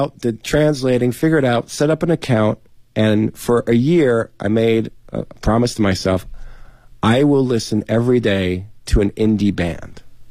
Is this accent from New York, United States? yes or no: yes; New York, United States; Because I come from New York, and to me, New York, the greatest years of New York are the 80s and 90s when punk and hip-hop